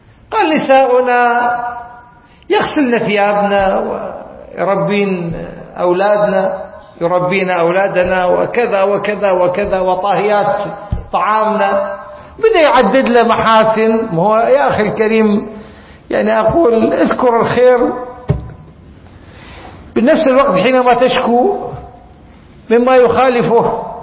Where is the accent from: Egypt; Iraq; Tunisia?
Iraq; كلمة آه وهي لحد الآن موجودة عندنا في العراق مشهورة.